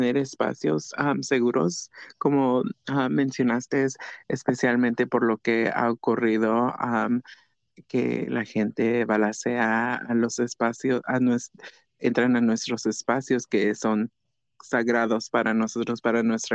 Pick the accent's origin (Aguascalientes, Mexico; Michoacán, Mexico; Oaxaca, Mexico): Oaxaca, Mexico; yo soy una mujer transgénero, yo soy de Oaxaca, y yo soy una artista